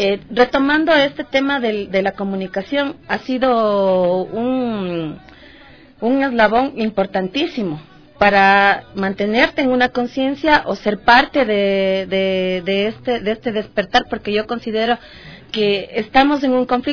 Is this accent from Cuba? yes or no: no; Ecuador; y también despertar como ecuatorianos